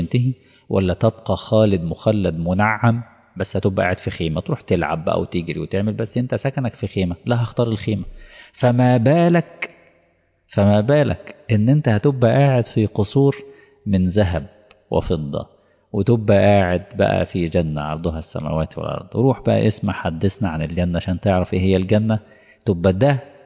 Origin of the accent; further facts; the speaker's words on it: Egypt; طبعا مش اقصد مصر يعني كمصري